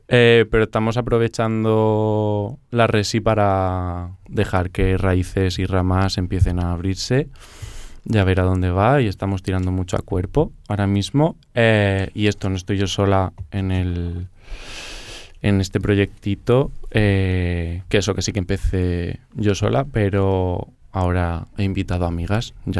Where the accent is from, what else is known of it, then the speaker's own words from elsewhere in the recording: Murcia, Region of Murcia, Spain; now in Barcelona, Spain; Yo vengo de Murcia. Soy de Murcia, pero estoy aquí viviendo ya 5 añicos.